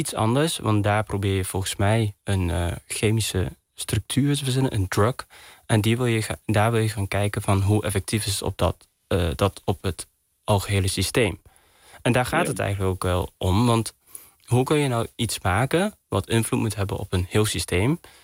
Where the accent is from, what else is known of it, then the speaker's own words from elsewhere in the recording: Netherlands; born there; Ik ben hier geboren. Ja. Maar mijn ouders niet.